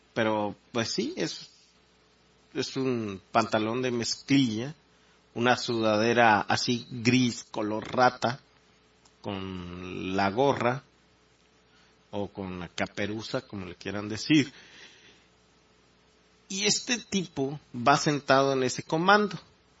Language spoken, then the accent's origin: Spanish; Mexico; yo creo que como mexicano, y muchos estarán de acuerdo conmigo